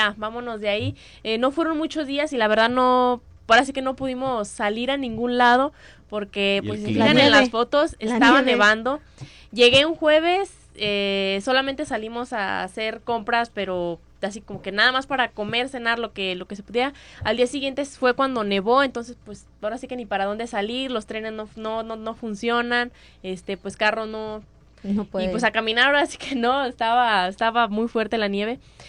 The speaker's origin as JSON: {"language": "Spanish", "country": "Mexico", "said": "ya estamos de un mismo bando, somos mexicanas"}